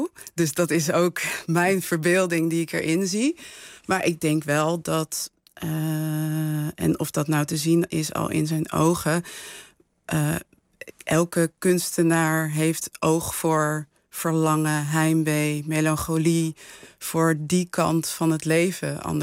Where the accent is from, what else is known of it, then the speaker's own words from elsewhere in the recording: Netherlands; Ik ben hier geboren en getogen. Ik ben grootgebracht in Nederland. Maar wel met verhalen over Surinaamse helden